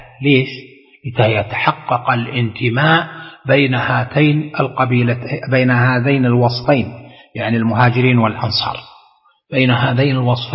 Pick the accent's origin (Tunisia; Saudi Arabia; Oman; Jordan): Saudi Arabia; أقوى قوة عندنا في المملكة العربية السعودية